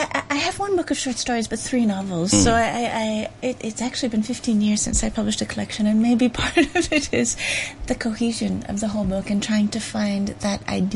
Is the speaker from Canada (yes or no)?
yes; Canada; Well, I'm quite lucky. I'm Canadian